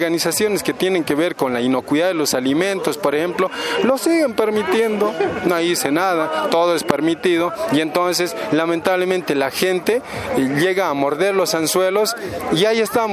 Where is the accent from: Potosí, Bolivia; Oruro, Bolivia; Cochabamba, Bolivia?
Potosí, Bolivia; Villazón; de profesión ingeniero agrónomo. Vengo desde Villazón, Potosí, Bolivia